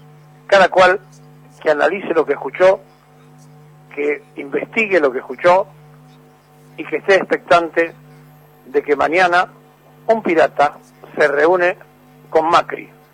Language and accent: Spanish; Argentina; todos somos el pueblo argentino